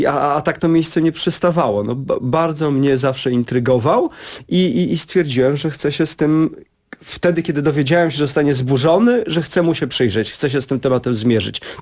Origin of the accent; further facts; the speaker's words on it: Warsaw, Masovian Voivodeship, Poland; Jestem z Grochowa. Mieszkałem tam 17 lat